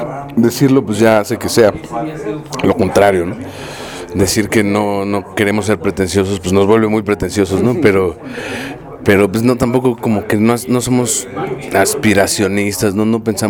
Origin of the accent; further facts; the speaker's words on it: Mexico; como los mexicanos no hay nadie, no porque seamos muy chidos o menos chidos